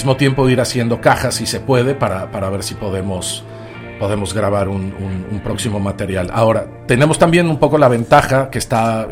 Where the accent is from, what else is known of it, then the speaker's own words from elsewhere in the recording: Mexico; born there; Bueno, yo, como me pueden escuchar, yo nací en México.